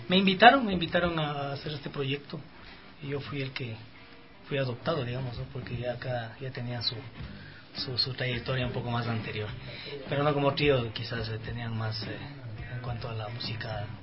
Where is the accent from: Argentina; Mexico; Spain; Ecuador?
Ecuador; como ecuatorianos primero, ¿no? La música nuestra tiene una riqueza increíble